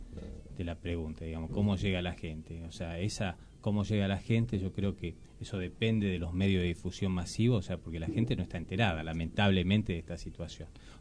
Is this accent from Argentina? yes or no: yes; Moreno, Buenos Aires Province, Argentina; yo soy de Moreno, litigo en Moreno, me conozco con los colegas de Moreno